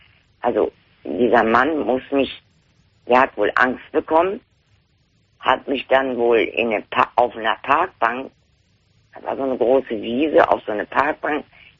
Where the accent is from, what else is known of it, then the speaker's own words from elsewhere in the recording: Lower Saxony, Germany; Da bin ich dann aber nicht mehr in Niedersachsen, da bin ich dann hier nach Nordrhein. Ich bin ja in Niedersachsen auch geboren.